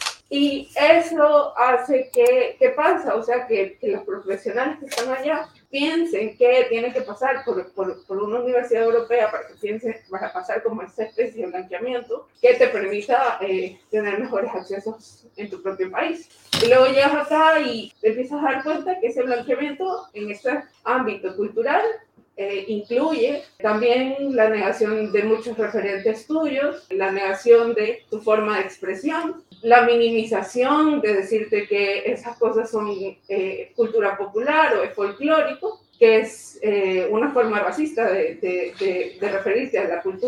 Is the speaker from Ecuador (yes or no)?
yes; Guayaquil, Guayas, Ecuador; moved away as an adult; now in Bilbao, Spain; vengo de Guayaquil, soy artista visual y también estudio producción editorial.